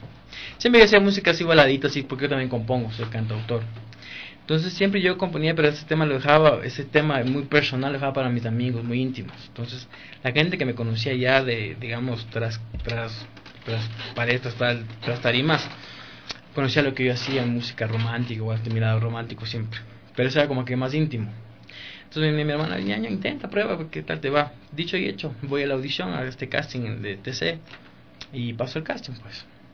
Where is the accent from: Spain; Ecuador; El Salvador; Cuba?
Ecuador; en la parroquia Santa Bárbara, en Las Casas, exactamente, fue donde fui bautizado. Ahí nací yo. Crecí, bueno, toda mi vida que me crié por aquí, por la Colón y Versalles. toda la vida, 25 años de mi vida. Ahora, bueno, vivo en San Carlos.